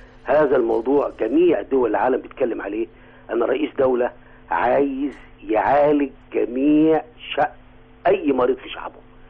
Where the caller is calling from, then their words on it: Giza, Giza Governorate, Egypt; بكلمك من الجيزه، لكن انا راجل ماسك راس اسيوط.